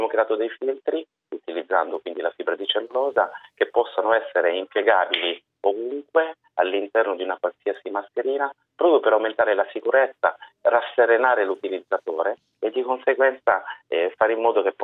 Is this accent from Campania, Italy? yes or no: no; Turin, Piedmont, Italy; Sì, io sono di Torino, svolgo la mia attività settimanale a Roma.